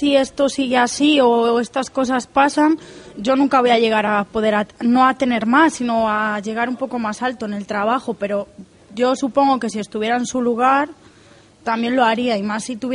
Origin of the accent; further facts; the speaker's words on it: Valladolid, Castile and León, Spain; now in Canary Islands, Spain; Pues yo vengo de Valladolid, que también hay bastante gente de fuera.